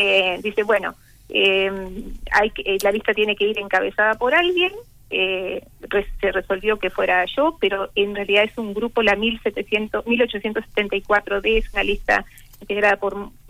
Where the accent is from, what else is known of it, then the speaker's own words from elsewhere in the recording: Pan de Azúcar, Maldonado, Uruguay; pandiazuquense. Viví toda la vida en Pan de Azúcar, unos pocos años que cuando me fui a estudiar, me fui a Pan de Azúcar, pero volví, me casé, tengo mi familia